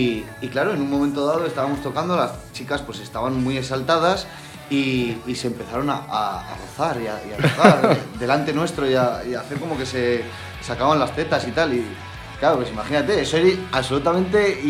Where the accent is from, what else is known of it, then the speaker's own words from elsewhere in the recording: La Rioja, Spain; Y en La Rioja, pues encima lo llevamos siempre como bandera.